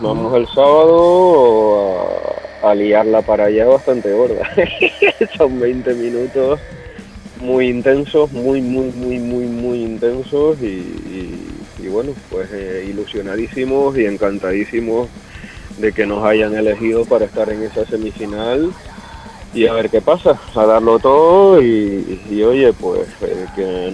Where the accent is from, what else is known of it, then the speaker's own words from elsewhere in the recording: Canary Islands, Spain; La verdad es que la gente ya nos conoce como los canarios.